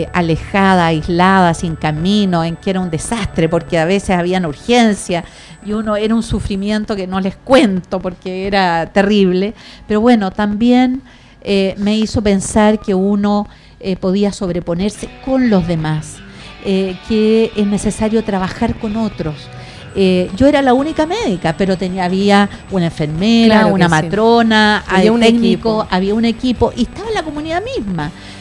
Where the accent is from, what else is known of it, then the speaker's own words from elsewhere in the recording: Osorno, Los Lagos, Chile; born there; also born or lived in Corral / Santiago; yo nací en Osorno, entonces he vivido una parte importante de mi vida en el campo. Viví, como le contaba, en Corral, pero también he vivido en Santiago